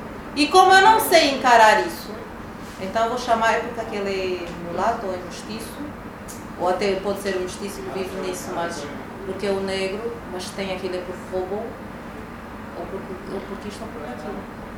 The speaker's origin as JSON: {"language": "Portuguese", "country": "Angola", "said": "nós como angolanos ainda não nos reconciliamos."}